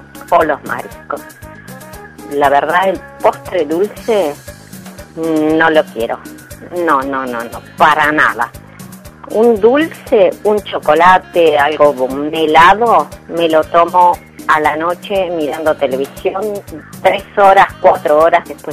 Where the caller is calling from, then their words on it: Barracas, Buenos Aires Province, Argentina; de Barracas.